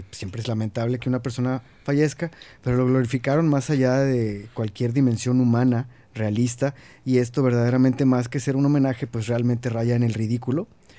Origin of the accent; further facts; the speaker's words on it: Monterrey, Nuevo León, Mexico; me da vergüenza decir que soy de Monterrey